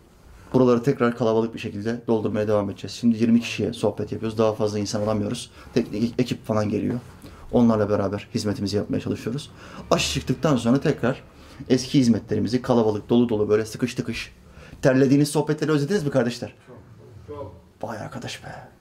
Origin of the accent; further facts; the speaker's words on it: Norway; Bu arada ben Norveç'te doğdum, büyüdüm. Ama bizim memleket Makedonya Resne.